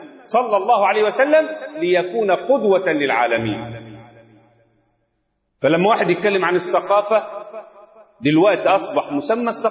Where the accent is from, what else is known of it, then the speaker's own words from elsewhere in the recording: Egypt; فلا يشرفنا كمصريين ولا كمسلمين